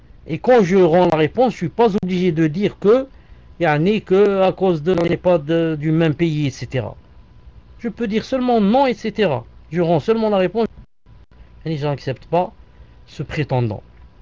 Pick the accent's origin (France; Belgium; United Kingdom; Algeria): Algeria; directement, je suis algérien, elle est algérienne